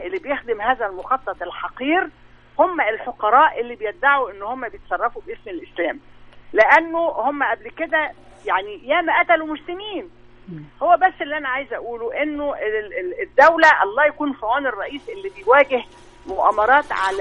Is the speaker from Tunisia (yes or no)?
no; Egypt